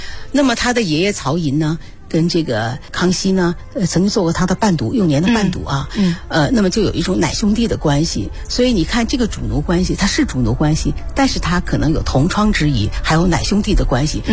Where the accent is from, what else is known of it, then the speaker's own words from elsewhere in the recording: China; 我们中国人嘛，就是还是要讲究孝道的哈。